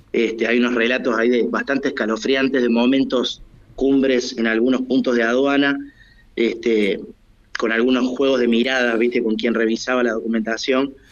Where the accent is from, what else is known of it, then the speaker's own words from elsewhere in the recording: Argentina; also born or lived in Havana; yo nací en La Habana y estuve más o menos hasta el año y ocho meses ahí. Sí. Después volvimos a la Argentina.